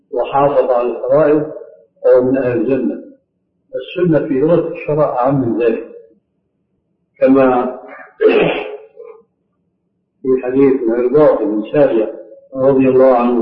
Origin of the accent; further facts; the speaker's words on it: Syria; في القرى يمكن موجود هذا عندكم موجود عندنا في سوريا لكن هذا في القرى